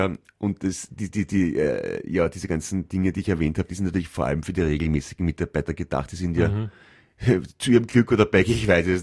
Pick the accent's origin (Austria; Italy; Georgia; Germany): Italy; German is a second language; Ich bin Italiener, wie Sie.